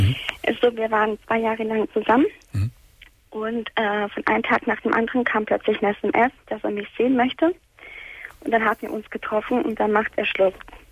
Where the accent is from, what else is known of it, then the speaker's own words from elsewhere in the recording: Sicily, Italy; also ich bin halt Italienerin, Sizilianerin, um besser gesagt.